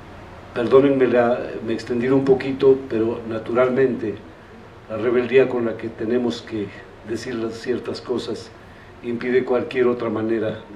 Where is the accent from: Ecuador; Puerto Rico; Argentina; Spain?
Ecuador; soy ecuatoriano